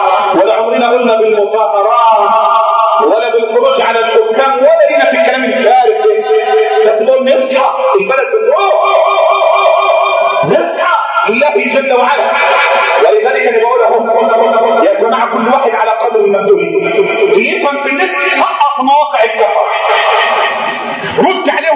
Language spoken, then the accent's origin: Arabic; Egypt; بلدنا مصر